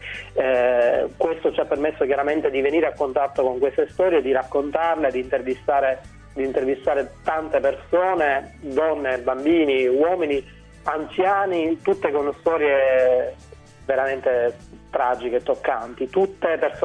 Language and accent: Italian; Sicily, Italy; Sembra quasi scontato che io da siciliano mi preoccupi